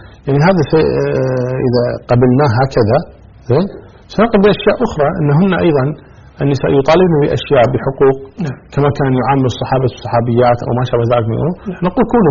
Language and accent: Arabic; Kuwait; كمثال إحنا عندك كويتيين، إحنا الكويت مثلا يقول نسبة الإناث أكثر من نسبة الذكور